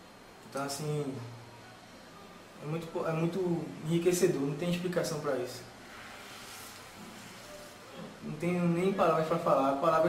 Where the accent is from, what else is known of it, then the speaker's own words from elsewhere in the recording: Recife, Pernambuco, Brazil; Sou aqui de Recife, Pernambuco, né?